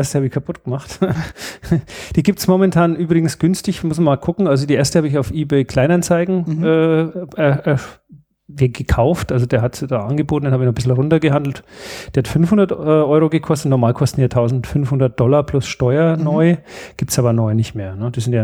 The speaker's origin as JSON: {"language": "German", "region": "Bavaria", "country": "Germany", "lives_now": "Upper Bavaria, Germany", "said": "Wir sind zwar Beutebayern, wir sind ja mal irgendwann erbeutet worden"}